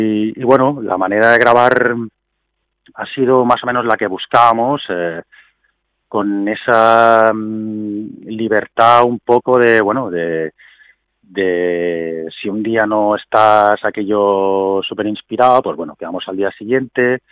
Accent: Spain; first language Catalan; lo podía hacer utilizando mi lengua madre, ¿no? Yo pienso en catalán y me gusta escribir

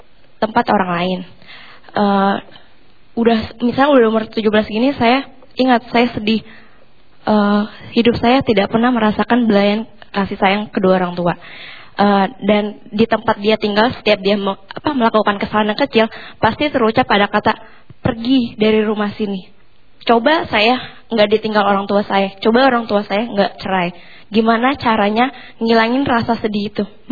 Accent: Bekasi, West Java, Indonesia; Perkenalkan … asal saya dari Bekasi.

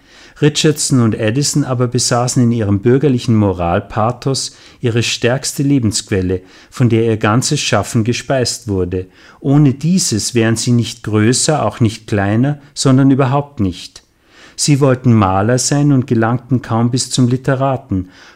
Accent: Salzburg, Austria; Ich bin in Salzburg zur Schule gegangen. Die Schule lag gegenüber vom großen Festspielhaus.

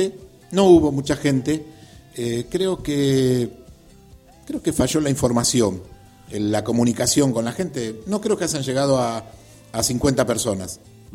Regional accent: Remedios de Escalada, Buenos Aires Province, Argentina; nosotros somos de Escalada y nos preocupa Escalada.

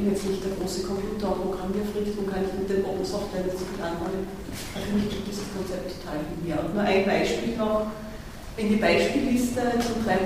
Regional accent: Graz, Styria, Austria; Ich komme aus Graz

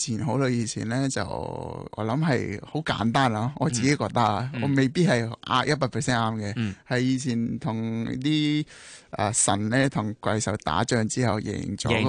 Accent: Nepal; Cantonese is a second language; 我哋尼泊尔人

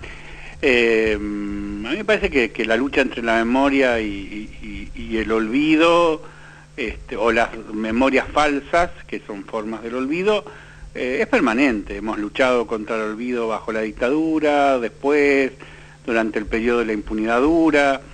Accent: Santa Fe, Argentina; Yo soy santafesino

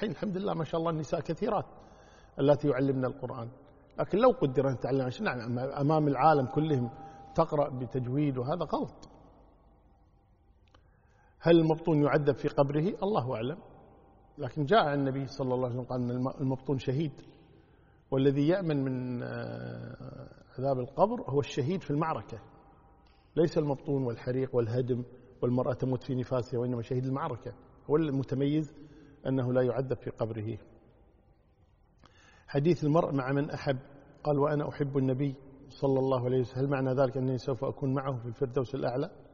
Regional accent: Kuwait; والله إذا كان عندنا في الكويت تروح الوزارة تكلمهم

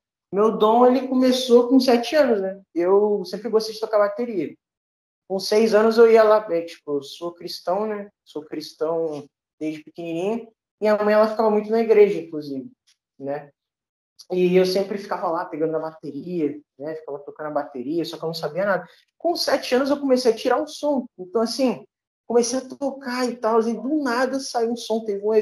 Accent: Duque de Caxias, Rio de Janeiro, Brazil; É, eu sou aqui da Baixada Fluminense, Duque de Caxias, né?

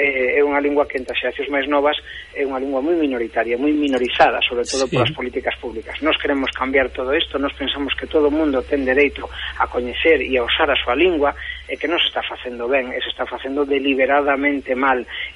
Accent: Galicia, Spain; porque nos como galegos tamén temos interese en que nese debate se nos teña en conta, non?

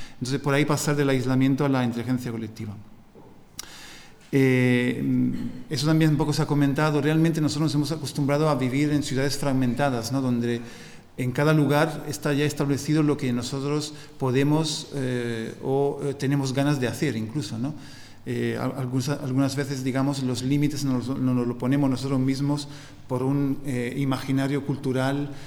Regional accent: Italy; Spanish is a second language; y yo también soy italiano, ¿no? Y lo hemos tenido.

